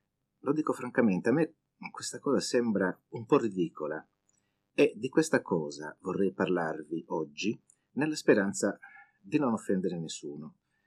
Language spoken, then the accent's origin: Italian; Sardinia, Italy; Anch'io devo essere un po' brontosardo, innamorato della mia terra.